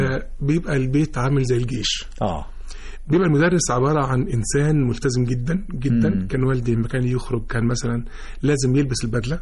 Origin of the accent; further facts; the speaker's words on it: Mansoura, Dakahlia, Egypt; في مدرسة في المنصورة. وأنا نشأت في المنصورة، مواليد 71. نشأت في مدرسة سيد عبد القادر الأول، وبعدين مدرسة الأيوبية، وبعدين الثانوية العسكرية